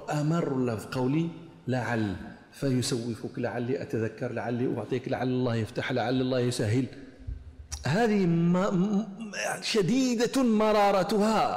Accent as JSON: {"language": "Arabic", "country": "Morocco", "said": "أنا أتعمد هذا لي تتطلع إلى معرفة هذه المآكل عندنا في المغرب"}